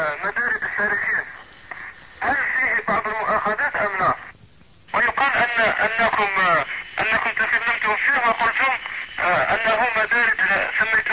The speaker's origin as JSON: {"language": "Arabic", "country": "Algeria", "said": "بعض من الأفراد من بلادنا الجزائر يعني تطوعوا"}